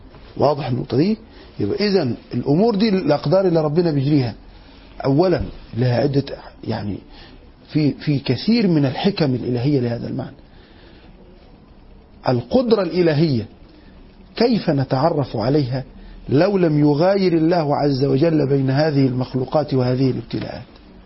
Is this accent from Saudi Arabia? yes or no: no; Egypt; احنا كمصريين بنحب آل البيت